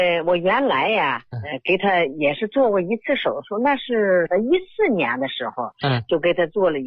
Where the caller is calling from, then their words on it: Hubei, China; 我是湖北的一个患者家属。